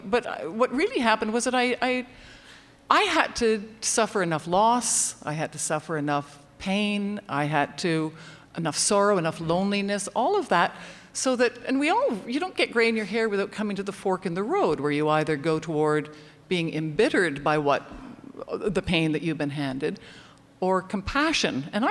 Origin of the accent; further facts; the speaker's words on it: Canada; I was raised with privilege. I was raised in Canada. I was raised healthy with a certain amount of intelligence.